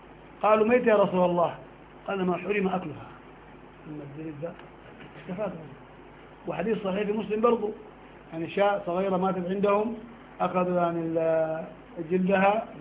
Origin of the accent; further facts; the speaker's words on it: Sudan; نحن قديما عندنا في السودان كان في مخدات من ريش النعام